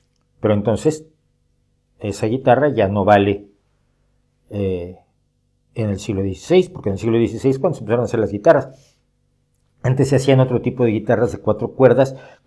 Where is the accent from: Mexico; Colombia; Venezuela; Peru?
Mexico; porque soy de origen mexicano, lo saben todos, soy mexicano